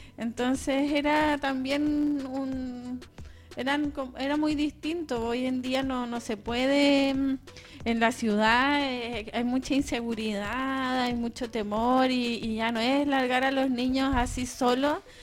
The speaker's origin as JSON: {"language": "Spanish", "town": "Osorno", "region": "Los Lagos", "country": "Chile", "tie": "born or raised there", "also_born_or_lived": "Santiago", "lives_now": "Chiloé, Chile", "said": "parte de mi infancia la crecí en el sur, en Osorno, después estuve en Santiago, después acá en Chiloé. Un poco migrante interna, ¿cierto?"}